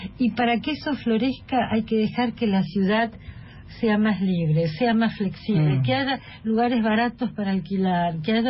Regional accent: Germany; Yo me crié mucho en Alemania y extrañaba mucho, no extrañaba mucho Buenos Aires

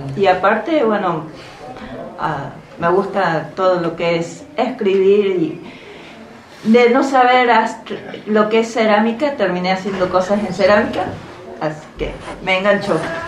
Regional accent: Córdoba, Argentina; now in Bariloche, Argentina; yo no soy de acá de Bariloche, sino que vengo del norte de la provincia de Córdoba. Sí. Y estoy, hasta hoy estoy en un albergue de acá de Bariloche

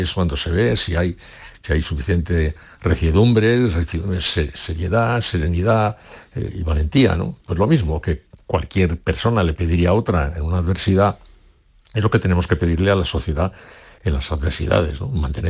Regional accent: Basque Country, Spain; yo fui a Sevilla siendo muy vasco y salí de Sevilla siendo más vasco todavía. Que salí vasco enriquecido.

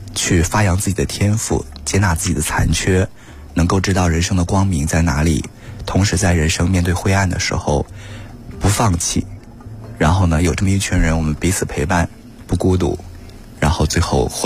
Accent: Weihai, Shandong, China; 我老家是山东威海，对，一个小县城啊

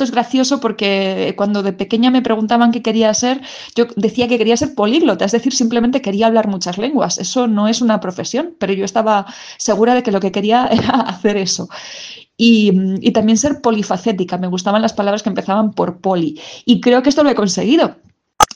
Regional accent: Castilla-La Mancha, Spain; Soy manchega de origen y siempre tuve muchas ganas de recorrer el mundo

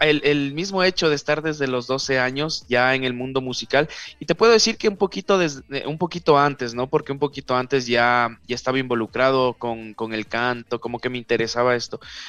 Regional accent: Quito, Pichincha, Ecuador; Estamos haciendo un trabajo a las afueras de Quito que sería la periferia, ¿no? De mi ciudad natal.

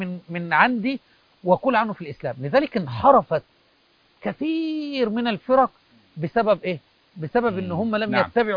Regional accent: Egypt; هذه حتى عندنا في مصر أو في الدول العربية أو في أي مكان

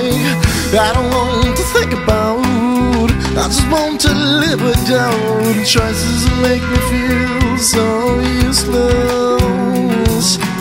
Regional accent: Rio Maior, Santarém, Portugal; eu pessoalmente até sou de Rio Maior

